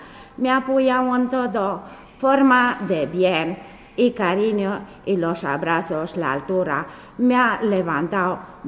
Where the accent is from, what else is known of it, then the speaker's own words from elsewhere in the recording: Romania; Spanish is a second language; now in Spain; vengo del país de Rumanía, de 2007.